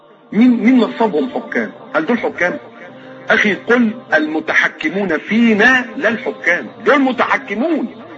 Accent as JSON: {"language": "Arabic", "country": "Egypt", "said": "انا مكسوف وانا قاعد ان انا ابقى مصري"}